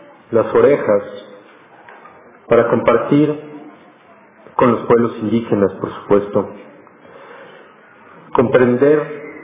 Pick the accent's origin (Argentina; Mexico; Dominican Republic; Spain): Mexico; Mexico City; yo soy de Ciudad Monstruo, de Ciudad de México